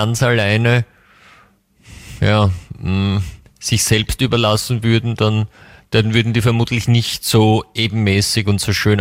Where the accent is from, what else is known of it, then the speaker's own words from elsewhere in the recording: United States; first language English; German is a second language; Ja, er sagt so Muttersprache. Ja, der kommt auch aus Amerika. Also so. Beide Eltern.